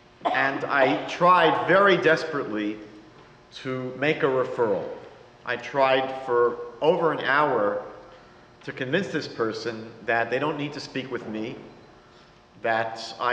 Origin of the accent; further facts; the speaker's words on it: New York, United States; accent: New York; now in Toronto, Canada; I moved to Toronto about 22 years ago. You can tell from my accent from New York.